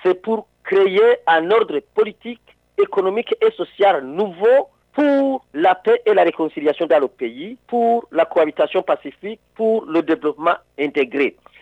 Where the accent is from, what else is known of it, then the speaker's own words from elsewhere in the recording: Burundi; Nous sommes des Burundais à part entière.